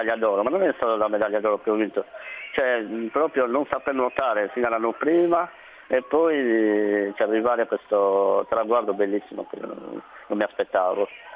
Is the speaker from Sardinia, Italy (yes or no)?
yes; Carbonia, Sardinia, Italy; Io vengo da Carbonia, provincia di Carbonia e Brugesas, o comunque era ex provincia Cagliari.